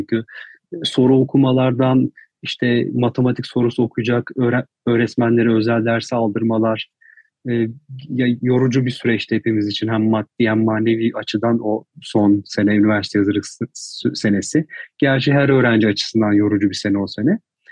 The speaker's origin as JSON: {"language": "Turkish", "region": "Eskişehir", "country": "Turkey", "tie": "born or raised there", "said": "Eskişehirliyim. Üniversite hayatıma kadar kısım Eskişehir'de geçti. Ve hala orayla bağlantılıyım."}